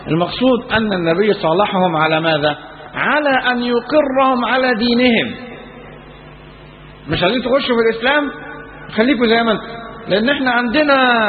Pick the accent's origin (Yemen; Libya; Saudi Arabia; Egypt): Egypt; النهاردة يعني احنا في بلدنا مصر ما كناش نشوفوا